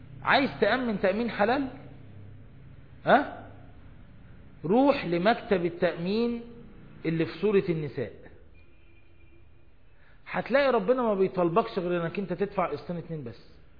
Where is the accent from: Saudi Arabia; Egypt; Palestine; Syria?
Egypt